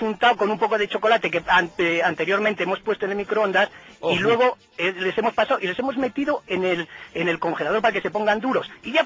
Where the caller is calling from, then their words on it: Cantabria, Spain; Desde Cantabria